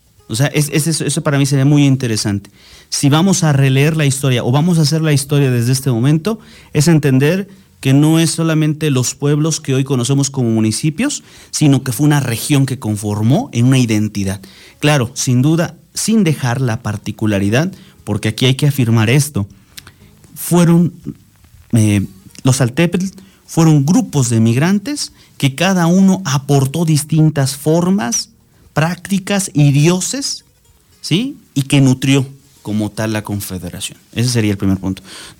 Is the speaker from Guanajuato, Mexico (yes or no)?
no; Tlalmanalco, State of Mexico, Mexico; yo amo a mi pueblo, Tlalmanalco, a lo mejor a su gente no tanto, porque son muy apáticos, pero a mí me gusta mucho mi comunidad.